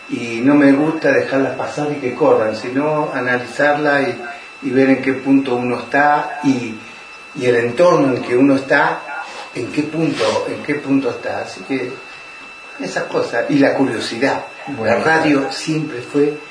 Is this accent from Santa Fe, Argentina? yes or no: yes; Rosario, Santa Fe, Argentina; moved away as an adult; now in Bariloche, Argentina; Yo nací en Rosario en el 52 y estuve en Rosario hasta hace 34 años me vine con la que en ese momento era una pareja mía y nos terminamos casando acá y acá nos quedamos.